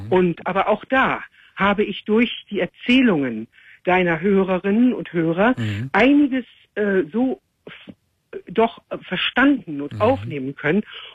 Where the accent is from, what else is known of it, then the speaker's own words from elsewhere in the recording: Netherlands; also born or lived in Amsterdam; now in Germany; ich bin aus Holland.